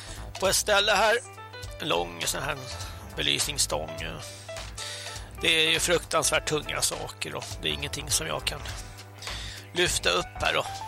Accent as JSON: {"language": "Swedish", "town": "Stockholm", "region": "Stockholm County", "country": "Sweden", "said": "Nej, jag kommer från Stockholm och man ser ju knappt en människa."}